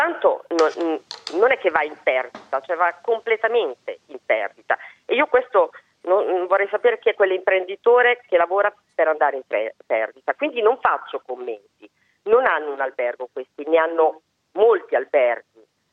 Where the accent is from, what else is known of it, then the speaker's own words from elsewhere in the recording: Rimini, Emilia-Romagna, Italy; Adesso io sono di Rimini, ma va bene anche Bellaria